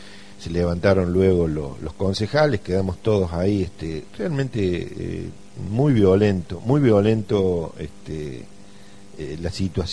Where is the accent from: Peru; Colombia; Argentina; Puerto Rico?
Argentina; San Pedro, Córdoba; me presenté como que soy de San Pedro, no de Villa Dolores